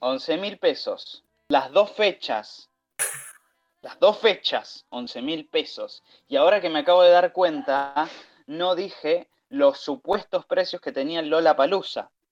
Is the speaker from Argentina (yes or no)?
yes; Buenos Aires, Argentina; para los que somos de Buenos Aires o de zonas no tan aledañas